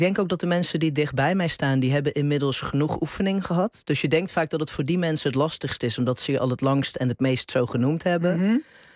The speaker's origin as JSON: {"language": "Dutch", "country": "United Kingdom", "second_language": "Dutch", "said": "Want ik weet niet hoe die mensen zich hadden gedragen als ze me niet als Brit hadden gekend."}